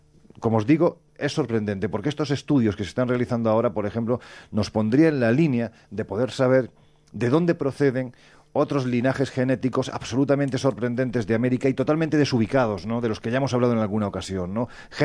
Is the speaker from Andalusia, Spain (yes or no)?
yes; Andalusia, Spain; Oye, yo siempre digo que soy andaluz sin gracia